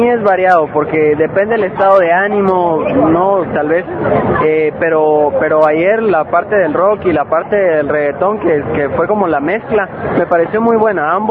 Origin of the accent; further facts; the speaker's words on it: Guatemala City, Guatemala Department, Guatemala; De acá, de la capital.